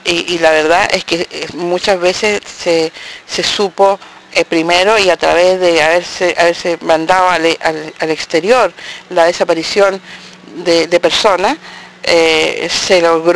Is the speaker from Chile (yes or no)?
yes; Chile; moved away; Y nosotros, como chilenos en el exilio, nos informábamos a través